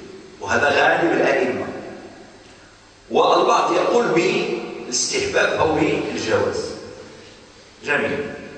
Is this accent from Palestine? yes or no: no; Morocco; أفتى به مثلا في عندنا في المغرب